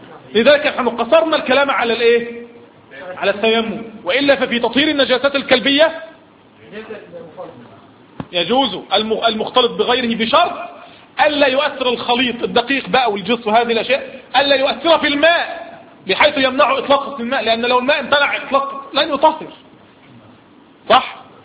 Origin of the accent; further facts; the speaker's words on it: Egypt; اسم لشجرة تعرف عندنا في مصر بالصنط